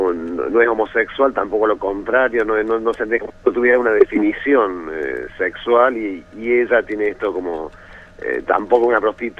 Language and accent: Spanish; Córdoba, Argentina; no creo que soy el único cordobés en todo el equipo